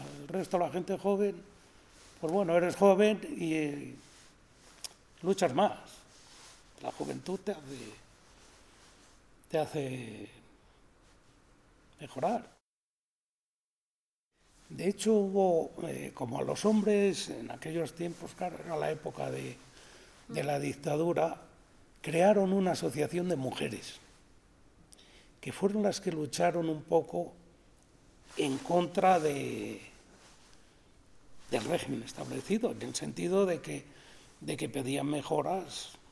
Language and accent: Spanish; Vegamián, Castile and León, Spain; Soy de Begamien.